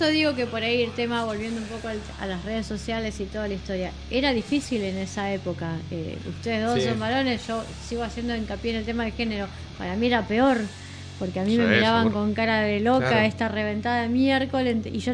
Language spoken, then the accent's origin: Spanish; Banfield, Buenos Aires Province, Argentina; No, yo soy de Lomas de Zamora. Yo soy de Banfield, no la estoy contando.